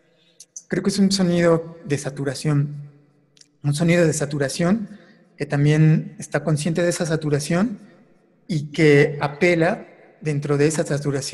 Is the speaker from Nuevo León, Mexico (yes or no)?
no; Morelia, Michoacán, Mexico; yo me dediqué a grabar muchísimo la ciudad de Morelia, de donde soy originario